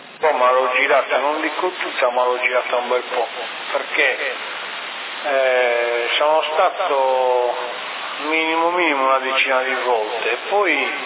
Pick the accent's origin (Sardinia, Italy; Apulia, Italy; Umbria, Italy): Sardinia, Italy; ma sono sardo.